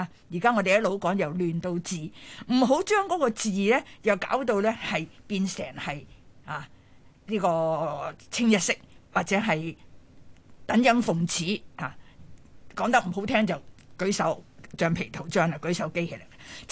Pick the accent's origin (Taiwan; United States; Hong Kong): Hong Kong; 当然我们香港人看惯不是那么惯